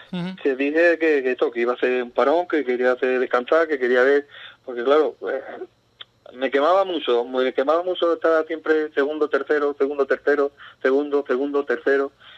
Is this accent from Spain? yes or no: yes; Ubrique, Andalusia, Spain; yo me siento ubriqueño. Uh-huh. De donde voy, digo, yo soy de Ubrique. Ya después, sí, la federación me dice que soy andaluz, que soy gaditano, pero yo, donde voy, digo, yo soy de Ubrique.